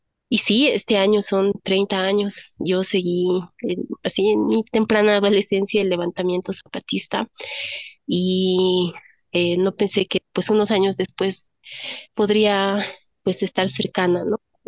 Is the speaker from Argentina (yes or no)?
no; Bolivia; creo que teníamos una imagen como bolivianos, tal vez bolivianas, a través de los medios